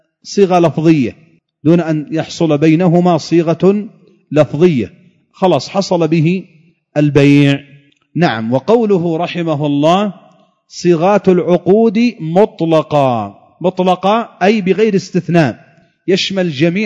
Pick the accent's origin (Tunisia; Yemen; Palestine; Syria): Yemen; كانت عندنا في اليمن بالريال الفرنسي هذا